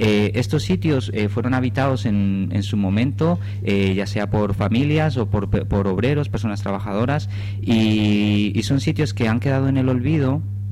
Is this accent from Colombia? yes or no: yes; Colombia; moved away as an adult; now in Spain; Yo soy de nacionalidad, soy colombiano y llevo aquí viviendo desde el año 2007. Vine a estudiar a la Escuela Superior de Arte y me he quedado aquí haciendo cosas por Asturias.